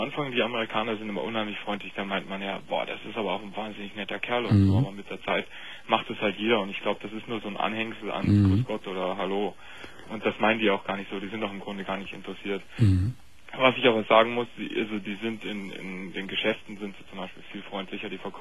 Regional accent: Munich, Bavaria, Germany; accent: Bavarian; Ich bin Münchner, aber habe auch ein bisschen Sprachwissenschaften studiert und deswegen hört man vielleicht auch den bayerischen Akzent.

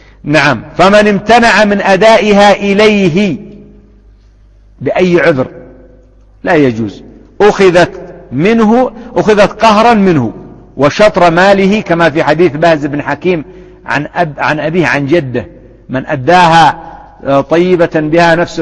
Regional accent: Yemen; لكن ما كان النظام عندنا في اليمن بالنسبة علماني بحت في بعض الأنظمة

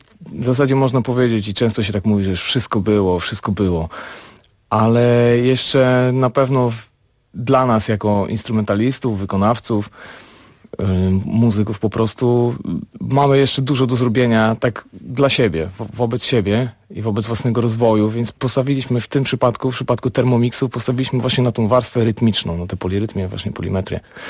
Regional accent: Lębork, Pomeranian Voivodeship, Poland; w moich rodzinnych stronach w Lęborku, gdzie właśnie pierwsze kroki muzyczne stawiałem

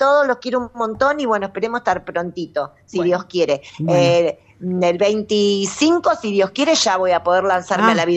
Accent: Mar del Plata, Buenos Aires Province, Argentina; born there; yo nací en Mar del Plata.

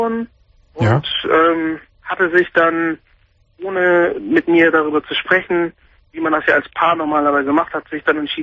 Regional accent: Germany; Ist ja auch meine Heimat. Ich bin ja hier groß geworden.

